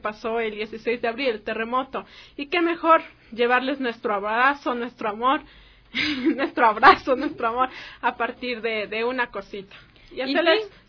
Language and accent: Spanish; Ecuador; el amor que nos caracteriza como ecuatorianos